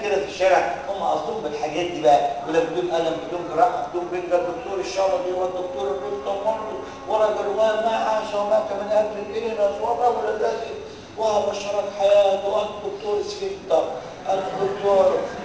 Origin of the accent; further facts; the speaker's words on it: Egypt; على فكره عندنا في مصر اقول لهم حاجه للاسف اللي تعرفوها